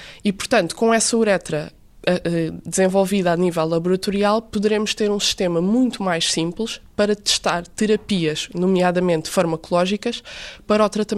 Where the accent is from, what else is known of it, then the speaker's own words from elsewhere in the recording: Barreiro, Setúbal, Portugal; tenho 25 anos e sou do Barreiro.